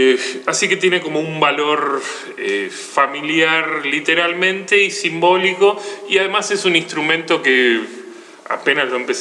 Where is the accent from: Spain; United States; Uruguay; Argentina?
Argentina; Buenos Aires; soy oriundo de CABA, Capital Federal, la provincia de Buenos Aires.